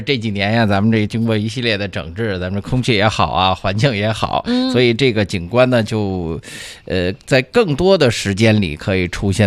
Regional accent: Beijing, China; 作为咱们北京人那肯定是特别的骄傲

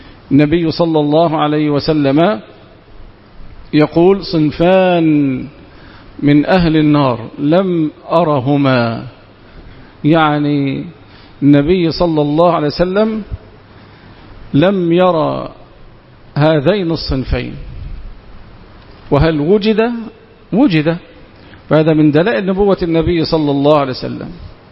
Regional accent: Egypt; حتى إن القانون عندنا في مصر يخفف العقوبة

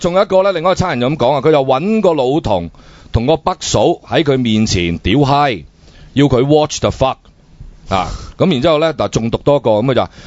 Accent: Hong Kong; 作为一个香港人，

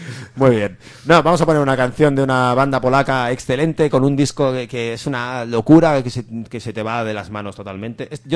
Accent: Catalonia, Spain; cada vez que yo como catalán salgo de Cataluña y me insulte la gente de a pie en sitios, en cuanto se enteran que soy catalán, me insultan.

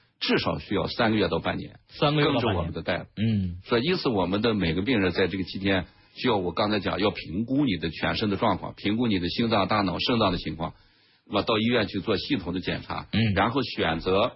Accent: China; 那么我们中国人、亚洲人来讲，我们有我们独特的我们这种机体的药物代谢的规律。

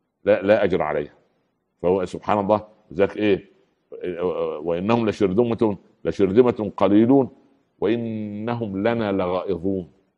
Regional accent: Upper Egypt, Egypt; يعني مثل عمي عندنا في الصعيد يقولوا ايه

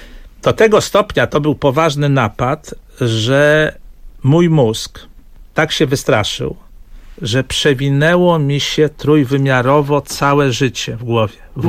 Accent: Łódź, Łódź Voivodeship, Poland; bo jestem z Łodzi

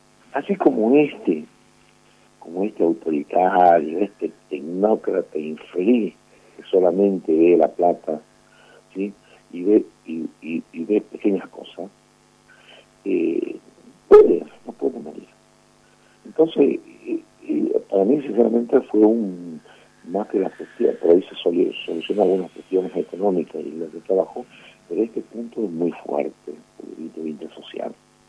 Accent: Jujuy, Argentina; tenemos la autoridad como jujeño y como argentino

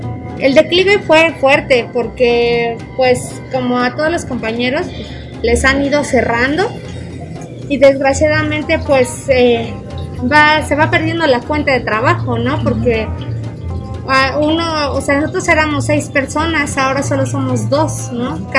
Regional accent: Mexico; creo que es parte de como mexicanos entender la situación

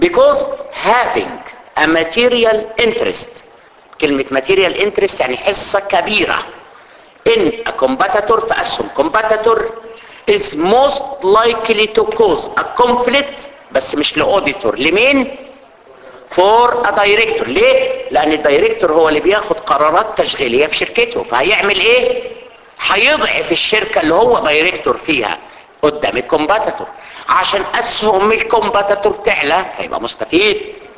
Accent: Egypt; عندنا في مصر سوق القطيعه

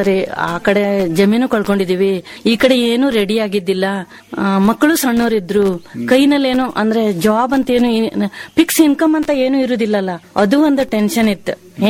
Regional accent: Shatoddi, Karnataka, India; ಶಾತೋಡ್ಡಿ ಅಂತ ನೀವು ಕೇಳಿರ್ಬೇಕು, ಇವಾಗಿನ ಜೋಗ್ ಫಾಲ್ಸ್ ಇದೆ ನೋಡ್ರಿ, ಅದ್ಲ ಹತ್ರದಲ್ಲೇ ಇತ್ತು ನಮ್ಮೂರು. ಅಲ್ಲಿದ್ದವ್ರು ನಾವು.

